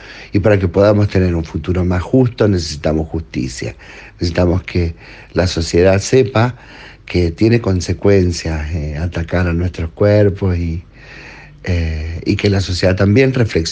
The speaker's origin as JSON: {"language": "Spanish", "region": "Mendoza", "country": "Argentina", "said": "soy activista sexopolítico de Mendoza"}